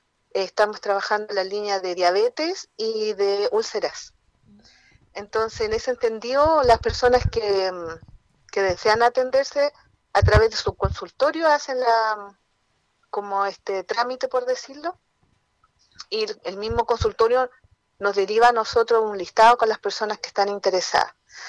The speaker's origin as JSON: {"language": "Spanish", "town": "Lo Lleo", "region": "Valparaíso", "country": "Chile", "said": "como somos de acá de Yoyeo, en este caso nos corresponde a esta comuna acá de San Antonio"}